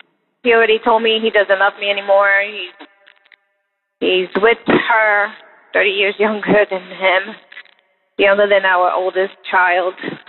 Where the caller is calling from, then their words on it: Florida, United States; I'm calling from South Florida.